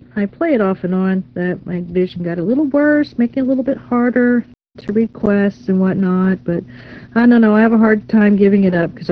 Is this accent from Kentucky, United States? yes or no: no; Arlington, Texas, United States; also born or lived in Dallas; Yeah, it's been a while. I'm from North Central Texas, born and raised in Arlington, and then spent the rest of my time in Dallas, Fort